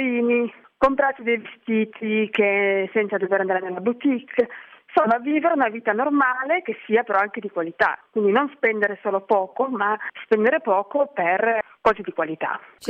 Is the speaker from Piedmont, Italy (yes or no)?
yes; Turin, Piedmont, Italy; now in Milan, Italy; Io non sono di Milano, sono di Torino, vivo a Milano da qualche anno e sto ancora imparando a vivere bene a Milano